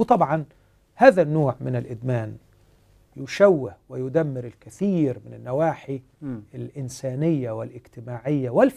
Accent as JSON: {"language": "Arabic", "country": "Egypt", "said": "احنا عندنا في مصر هنا في حالة طلاق كل ست دقائق"}